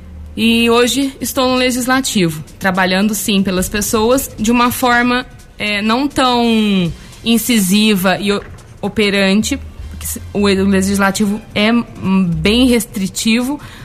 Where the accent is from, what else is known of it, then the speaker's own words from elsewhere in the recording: Guaxupé, Minas Gerais, Brazil; Eu sou nascida, criada em Guaxupé, tenho a minha filha na cidade e eu almejo um futuro para minha filha, eu almejo um futuro para minha cidade.